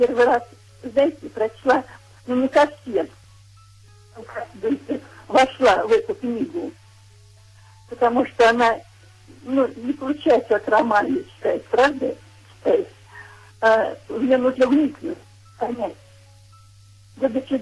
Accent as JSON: {"language": "Russian", "region": "Moscow", "country": "Russia", "tie": "born there", "moved": "yes", "said": "Я вообще родилась в Москве, знаем отлично. А сейчас в Мурманской области живу."}